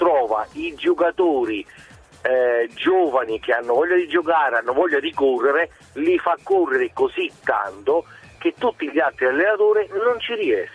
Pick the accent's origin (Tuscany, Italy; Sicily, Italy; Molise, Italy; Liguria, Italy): Molise, Italy; Campobasso; now in Pescara, Italy; io sono di Campobasso e abito a Pescara